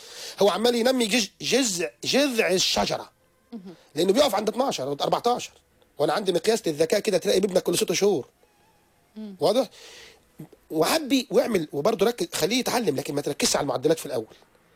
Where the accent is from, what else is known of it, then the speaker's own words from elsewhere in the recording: Egypt; انا من مصر، من دوله يا بيها، انا طالع من تحت الطين زيك.